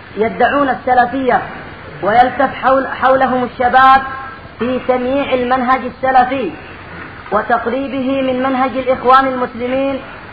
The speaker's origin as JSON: {"language": "Arabic", "country": "Saudi Arabia", "said": "ظهرت عندنا في السعودية"}